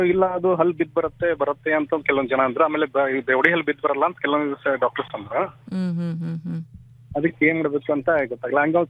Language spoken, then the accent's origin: Kannada; Hulikatti, Karnataka, India; ಬೆಳಗಾವಿ ಜಿಲ್ಲೆ ಚನ್ನಮಕಿತ್ರ ಹುಲಿಕಟ್ಟಿ ಗ್ರಾಮ ಇದೆ ಮೇಡಮ್.